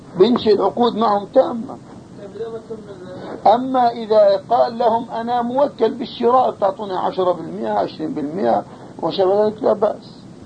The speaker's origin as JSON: {"language": "Arabic", "country": "Jordan", "said": "عندنا في الأردن"}